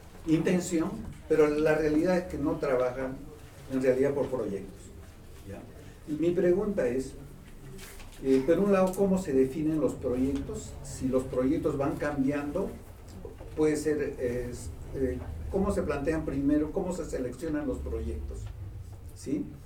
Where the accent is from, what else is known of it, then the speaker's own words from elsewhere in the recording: Peru; En mi país, en el Perú, hay también el tema de trabajar por proyectos y no por asignaturas.